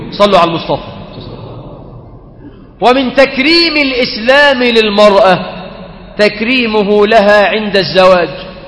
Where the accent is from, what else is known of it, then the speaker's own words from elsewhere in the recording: Egypt; وفي بعض البلاد عندنا في مصر بتطلب الشبكه بالجرام.